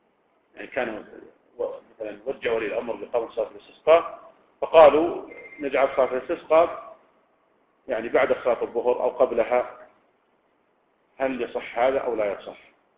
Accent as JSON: {"language": "Arabic", "town": "Riyadh", "region": "Riyadh Province", "country": "Saudi Arabia", "said": "يعني مثلا لو كان عندنا في الرياض مثلا"}